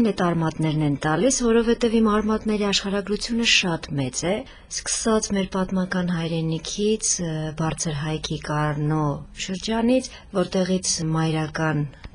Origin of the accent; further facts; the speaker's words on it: Lori, Armenia; են Ճարտար գյուղից։ Տեղափոխվել են Նոյեմբերյան և արդեն 300 տարի է, ես բնիկ լոռեցի եմ։